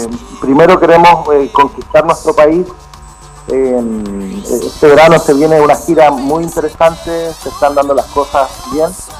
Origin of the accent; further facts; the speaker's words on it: Rancagua, O'Higgins, Chile; Nosotros somos de acá, de Rancagua, amigo.